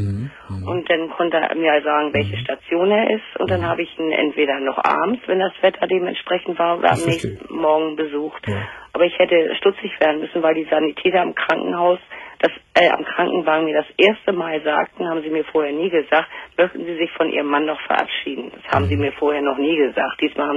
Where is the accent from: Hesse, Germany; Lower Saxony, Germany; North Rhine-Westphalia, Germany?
Lower Saxony, Germany; also ich komme aus dem Kreis Uelzen.